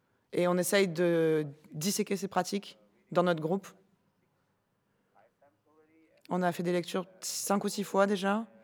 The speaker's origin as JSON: {"language": "French", "country": "Indonesia", "said": "d'Indonésie."}